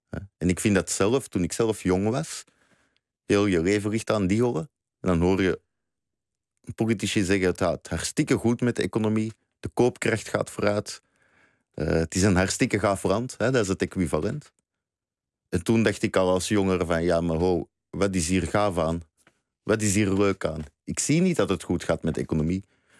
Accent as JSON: {"language": "Dutch", "country": "Belgium", "lives_now": "Netherlands", "said": "ik ben Belg. Ik ben daar best trots op. Ik noem mezelf niet snel Vlaming. Ik ben een van de laatste staande Belgen, zeg ik altijd. Dus ik ben geen Nederlander."}